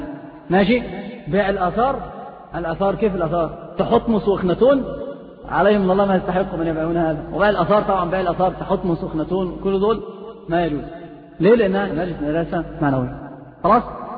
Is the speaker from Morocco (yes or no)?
no; Egypt; في الصعيد عندنا في مصر كثير هذه الأمور